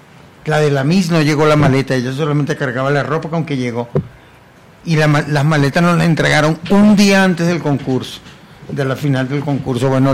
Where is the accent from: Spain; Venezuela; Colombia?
Venezuela; yo amo a mi país y amo a mi gente, amo a mi pueblo, pero no soporto que el pueblo esté pasando por esto, y por eso no quiero estar ahí. Bueno, y gracias a Dios, yo cuando ganó ese señor, yo no viví en Venezuela